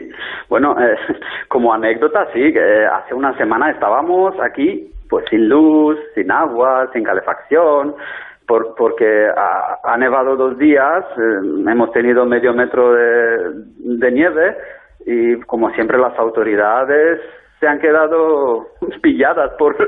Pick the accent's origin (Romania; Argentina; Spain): Romania; Lugoj, Timiș County; Spanish is a second language; Os saludo desde Rumanía, porque en estas fechas navideñas sí que estoy pasando unos días aquí en mi país natal, en mi ciudad natal de Rumanía, en Lugos, que es como Lugo, el español, pero terminando en J.